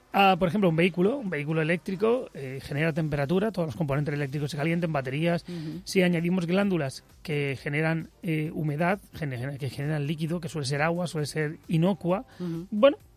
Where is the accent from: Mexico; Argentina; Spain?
Spain; Bilbao, Basque Country; Yo más, que soy de Bilbao.